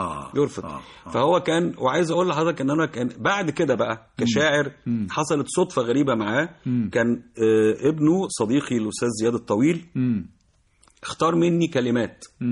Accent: Zagazig, Sharqia Governorate, Egypt; من الزقازيق من حي الحسينيه بيني وبينه 4 شوارع بالظبط.

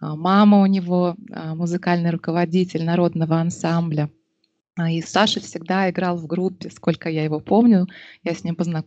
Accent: Novosibirsk, Novosibirsk Oblast, Russia; живем под Новосибирском в Академгородке. Саша здесь родился и вырос. Я переехала из Новосибирска сюда в 14 лет.

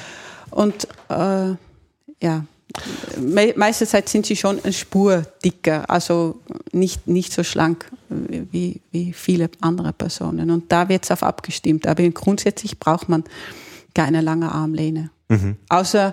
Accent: Netherlands; accent: Dutch; German is a second language; moved away as an adult; now in Austria; habe in Holland Ergonomie studiert und ja, lebe seit 20 Jahren in Österreich und deshalb auch noch immer meinen Akzent, meinen holländischen Akzent

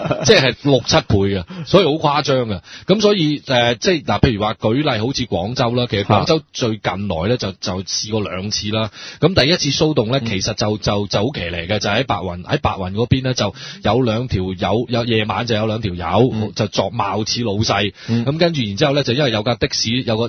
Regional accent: Hong Kong; 或者我哋香港人以前叫白牌啦

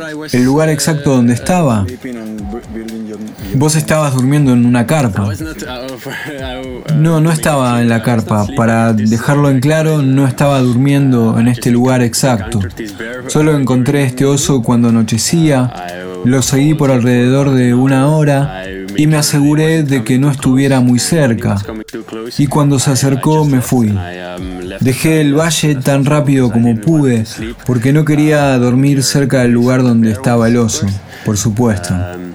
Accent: Belgium; Yo vengo de Bélgica y no acostumbro a hacer esta especie de largos viajes en tren.

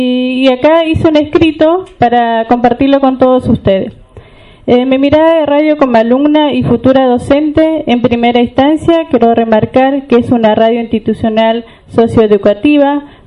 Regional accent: Junín de los Andes, Neuquén, Argentina; soy de Junín de los Andes y del departamento Huiliche.

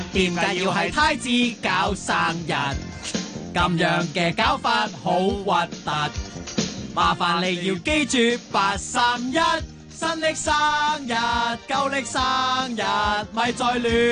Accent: Hong Kong; 即系如果你自己作为啊，我一个香港人

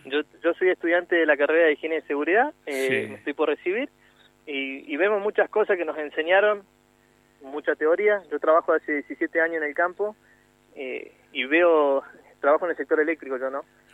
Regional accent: Catriel, Río Negro, Argentina; De donde soy yo

